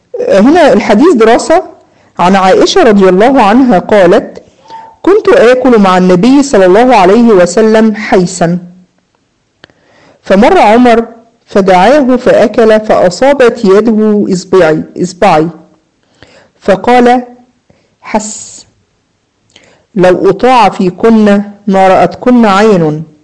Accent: Egypt; عندنا في مصر يقولوا مثلا يقول لك يا بخت من زار وخفف.

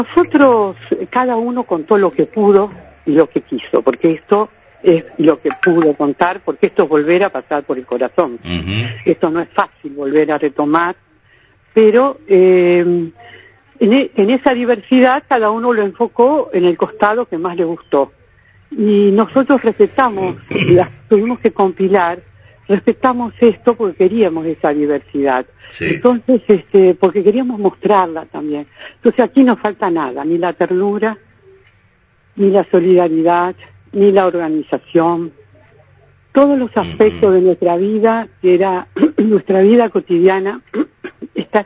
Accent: Rosario, Santa Fe, Argentina; yo, que soy de Rosario, Argentina

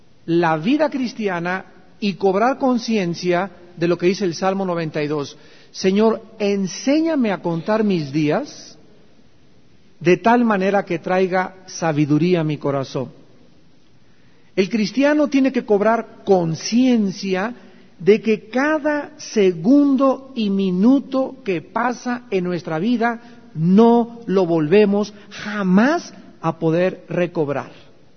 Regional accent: Chihuahua, Mexico; Y al llegar a los 30, como dicen en mi tierra, a Chihuahua, ¿cuánto apache?

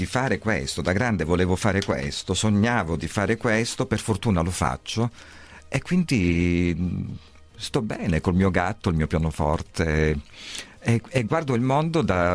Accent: Crotone, Calabria, Italy; io sono partito da Crotone, poi ho fatto una lunghissima gavetta, ho suonato ovunque

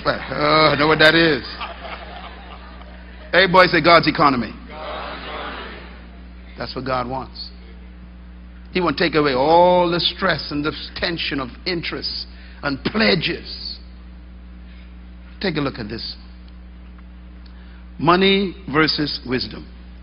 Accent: Bain Town, New Providence, Bahamas; born there; I was born in Bainetown, sleeping on the floor, opening the window with a piece of stick, putting tarping on top of the roof so the water don't come in the night

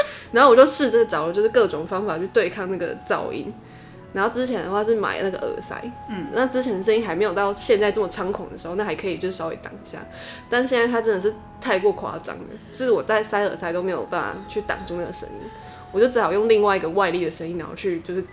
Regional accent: Taiwan; accent: Taiwanese Mandarin; 像我就是一直唱台湾国语，打坏了整个节目。

